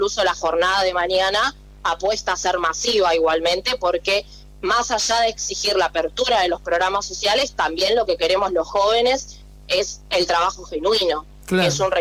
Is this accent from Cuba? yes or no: no; Florencio Varela, Buenos Aires Province, Argentina; now in La Plata, Argentina; Yo por ejemplo era de Florencio Varela, me mudé a la ciudad de La Plata para poder estudiar y progresar.